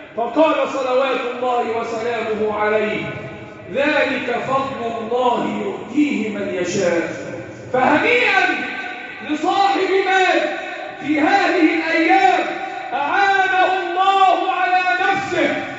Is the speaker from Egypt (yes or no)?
yes; Egypt; اللهم احفظ بلدنا مصر وسائر بلاد